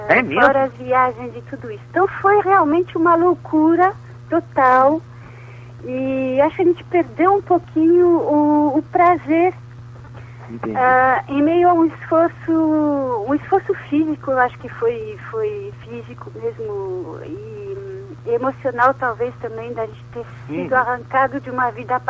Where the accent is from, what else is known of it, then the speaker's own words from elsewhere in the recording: France; porque somos franceses